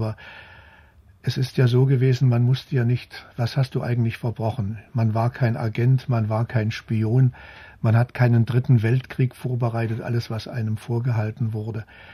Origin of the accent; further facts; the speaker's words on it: Kassel, Hesse, Germany; Ja, ich bin in Kassel aufgewachsen